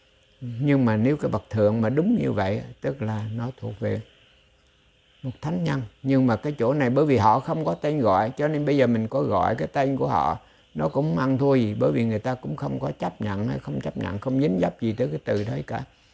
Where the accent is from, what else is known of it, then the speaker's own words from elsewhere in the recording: Central Vietnam, Vietnam; ví dụ như tôi nhớ quê hương của tôi. Tôi nhớ về những cái tình, cái tỉnh miền Trung, gọi là về miền Trung, bóng dừa ngàn thôn, thuyền ngược xuôi suốt một dòng sông.